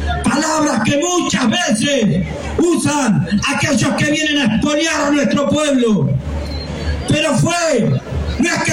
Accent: La Plata, Buenos Aires Province, Argentina; Yo vengo de La Plata, allá cerca en Berisso

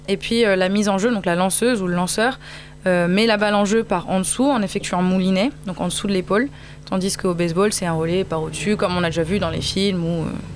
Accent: Lyon, Auvergne-Rhône-Alpes, France; Je suis originaire de Lyon, chez moi c'était pas possible.

